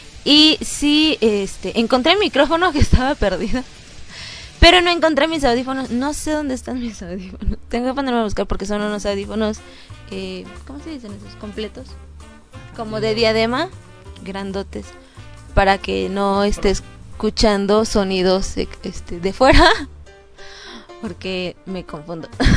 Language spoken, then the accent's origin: Spanish; Mexico; para que sepan qué es lo que hacemos en México, cómo somos los mexicanos y así.